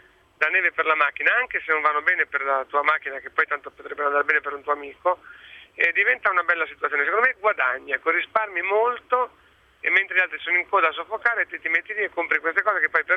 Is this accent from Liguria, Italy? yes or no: yes; Liguria, Italy; In quanto ligure credo di essere, diciamo, attrezzato per l'argomento.